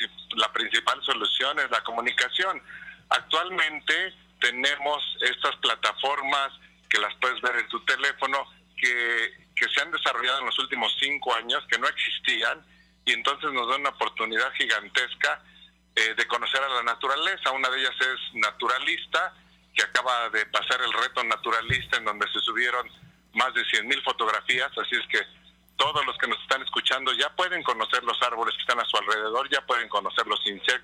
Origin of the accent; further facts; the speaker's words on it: Mexico; ¿cómo puedo yo como mexicano, como ser humano, dejar este planeta en mejores condiciones de las que lo encontré?